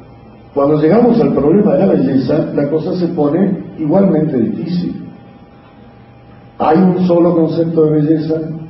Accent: Argentina; accent: porteño; Estoy hablando en porteño, en argentino, discúlpenme, pero soy argentino.

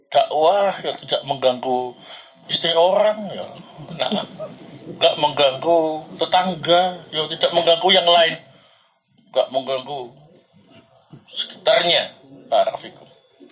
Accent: Sidayu, East Java, Indonesia; mungkin karena saya orang Jawa Timur, ya, Gresik lagi, Sidayu lagi, ya.

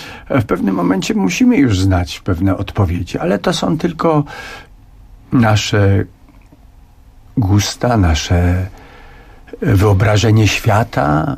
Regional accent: Podhale, Poland; jestem zurbanizowanym góralem.

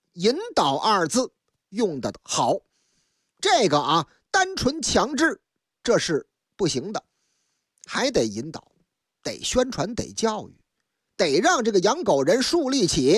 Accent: Beijing, China; 不过说起来还得首先说咱的老乡，老家呢是大北京啊。

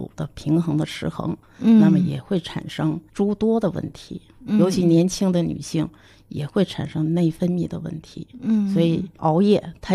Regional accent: China; 但是不符合我们中国人的体质

